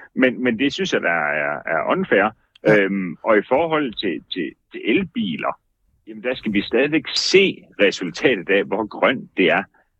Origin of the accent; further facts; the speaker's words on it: Jutland, Denmark; accent: Jutlandic; her i Jylland, hvor jeg jo, det kan man nok høre på min dialekt for, hvor vi driver Hayan Cars ude fra en gård, som er ligger uden for Hjortshøj